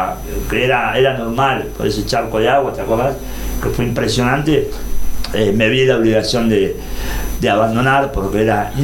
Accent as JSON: {"language": "Spanish", "town": "Mar del Plata", "region": "Buenos Aires Province", "country": "Argentina", "tie": "born there", "said": "se corre los 42 kilómetros de Mar del Plata, mi ciudad natal, y ahí me están esperando también."}